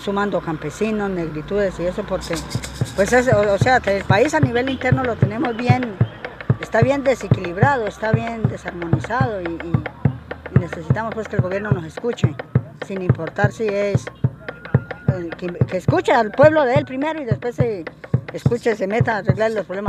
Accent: Huila, Colombia; vengo del Guardo Rumillaco, del sur del departamento del Huila.

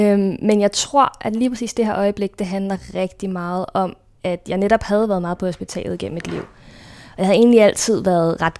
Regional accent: Glostrup, Capital Region of Denmark, Denmark; born there; Jeg blev født på Glostrup sygehus en decemberdag

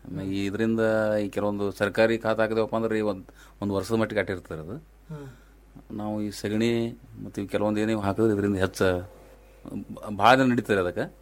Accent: Karnataka, India; ಹಾವಿನಾಡು sir ನಮ್ಮ ಊರು.

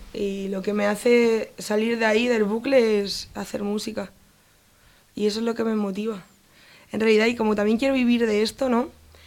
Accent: Castilla-La Mancha, Spain; Incluyo mi tierra también, Castilla-La Mancha, ¿eh?

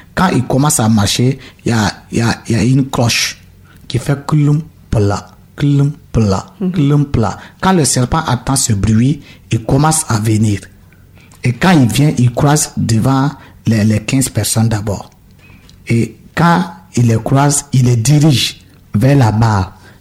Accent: Burkina Faso; Je viens de Burkina.

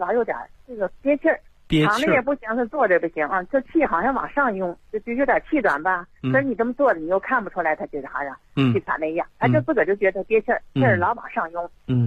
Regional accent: Shijiazhuang, Hebei, China; 我是石家庄的。

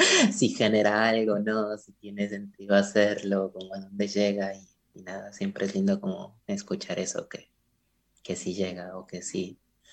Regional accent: Pasto, Nariño, Colombia; las primeras clases que di fueron en Pasto, en mi ciudad natal en Colombia

